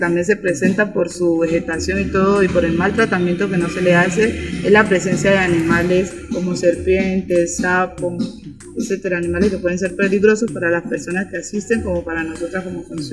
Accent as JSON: {"language": "Spanish", "town": "Barbacoas", "region": "Nariño", "country": "Colombia", "said": "vengo del municipio de Barbacoas"}